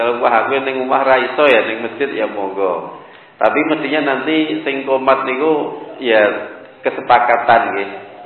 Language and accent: Indonesian; Surakarta, Central Java, Indonesia; kebetulan saya juga orang Solo